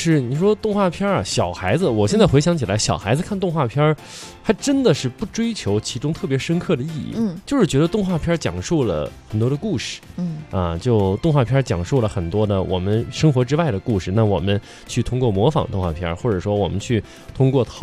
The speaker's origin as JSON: {"language": "Chinese", "region": "Inner Mongolia", "country": "China", "tie": "born or raised there", "said": "小时候在内蒙古胡同少啊，因为建地面积挺大的"}